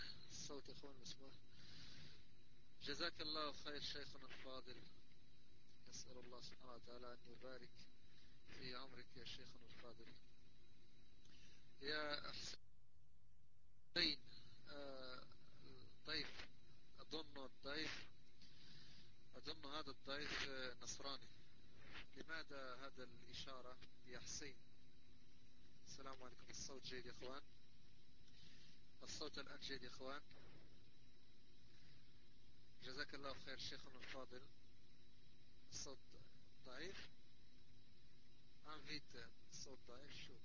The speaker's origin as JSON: {"language": "Arabic", "country": "Morocco", "said": "أنا مغربي."}